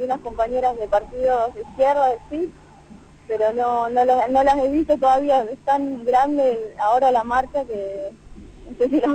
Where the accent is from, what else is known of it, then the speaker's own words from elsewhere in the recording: Jujuy, Argentina; estamos ahora con los compañeros de Cobla Brecha en Buenos Aires, vinimos de Jujuy